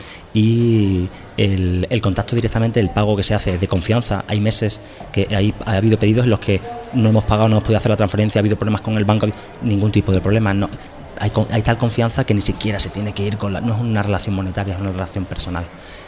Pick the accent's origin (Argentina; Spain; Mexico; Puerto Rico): Spain; Extremadura; yo soy extremeño, vengo de... de tierra, de agricultores y de huertas